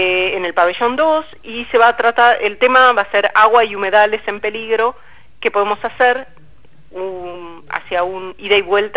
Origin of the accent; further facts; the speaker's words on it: Buenos Aires, Argentina; Yo no sabía, claro, yo soy porteña